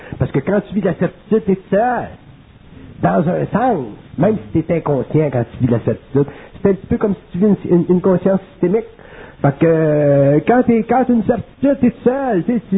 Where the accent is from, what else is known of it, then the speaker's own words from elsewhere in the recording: Quebec, Canada; Puis on est des Québécois